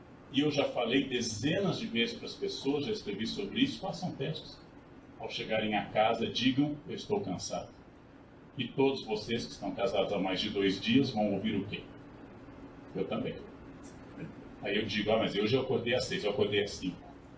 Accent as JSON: {"language": "Portuguese", "region": "Rio Grande do Sul", "country": "Brazil", "tie": "born there", "said": "ou pelo meu estado natal, RS, RS, RS, multiplicado, exaustão."}